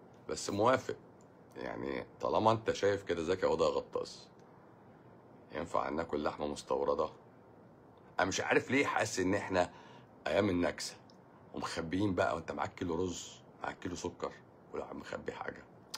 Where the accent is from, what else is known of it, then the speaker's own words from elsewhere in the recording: Egypt; واحنا كمصريين اصلا وطنيين اصلا